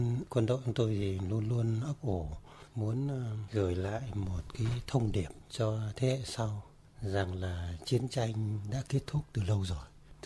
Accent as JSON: {"language": "Vietnamese", "town": "Tam Diep", "region": "Ninh Binh", "country": "Vietnam", "tie": "born or raised there", "said": "là đúng là cái vùng bán sơn địa Tam Điệp Ninh Bình quê tôi ấy."}